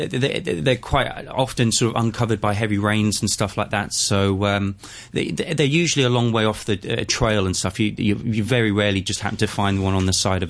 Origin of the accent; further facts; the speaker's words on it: Hong Kong; I was born and raised here in Hong Kong